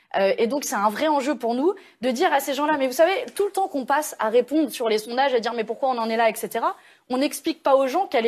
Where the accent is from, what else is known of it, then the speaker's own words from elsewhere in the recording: Provence-Alpes-Côte d'Azur, France; Vous savez, j'ai grandi dans le Var